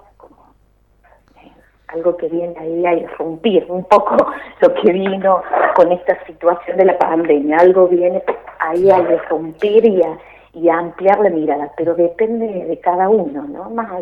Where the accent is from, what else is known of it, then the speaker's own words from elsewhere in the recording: San Pedro, Córdoba, Argentina; also born or lived in Villa Dolores; Yo nací acá en Villa Dolores. De muy chiquita me fui a vivir a San Pedro, que está ahí a 3 kilómetros de Villa Dolores, más hacia el oeste. Y bueno, hice mi vida acá, mi primario, mi secundario